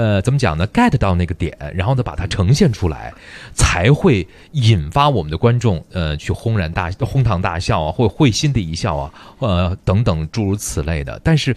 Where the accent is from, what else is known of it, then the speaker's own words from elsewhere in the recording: Beijing, China; 刚刚接触咱们北京人的时候呢